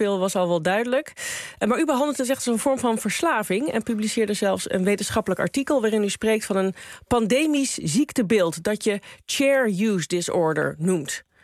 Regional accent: Netherlands; Ik had begrepen dat het ook wel iets beter gaat dan een aantal jaar geleden met ons, hè? Als Nederlanders.

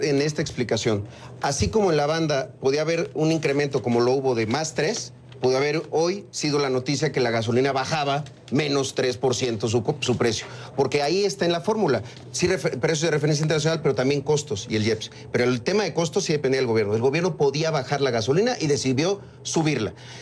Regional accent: Chiapas, Mexico; yo soy de Chiapas. Hoy en Chiapas hay 20 puntos en la frontera, en los municipios fronterizos con Guatemala

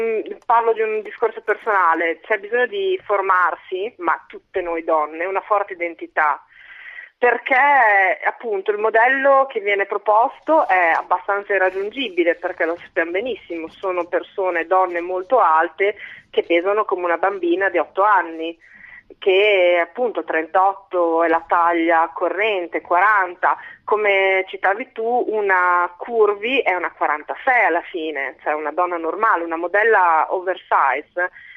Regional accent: Emilia-Romagna, Italy; io sono della Bassa Emiliana.

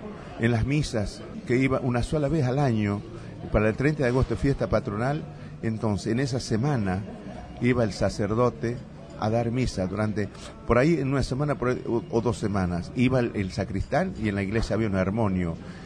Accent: Yalala, Jujuy, Argentina; Yo me crié en un paraje que se llama Yalala. Nací y me crié en Yalala, que está a 1.5 kilómetros, casi 2 kilómetros del pueblo de Purmamarca.

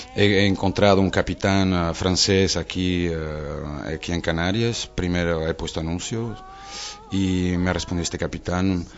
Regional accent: Portugal; moved away as an adult; Yo lo siento porque, claro, soy portugués. Yo no he salido de Portugal hasta los 19 años, es increíble

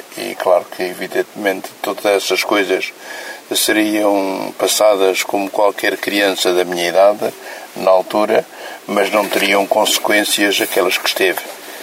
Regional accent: Aveiro, Portugal; E procurou-se que fosse admitido em Aveiro, de onde eu sou natural.

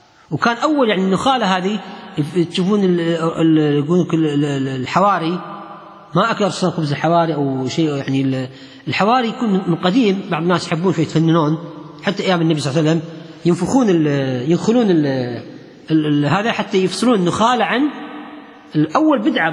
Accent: Kuwait; حتى الخبز الإيراني عندنا في الكويت هذا غير قابل للتسخين

